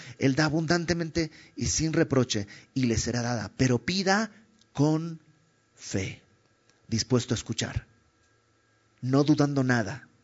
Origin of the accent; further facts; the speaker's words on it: Bolivia; yo soy de Bolivia y en mi pueblo hace algunas generaciones los hijos le hablaban de usted al papá